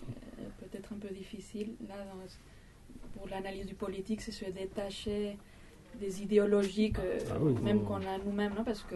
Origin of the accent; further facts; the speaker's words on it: Spain; Et moi, je suis espagnol et je pense à ce qui s'est passé en Espagne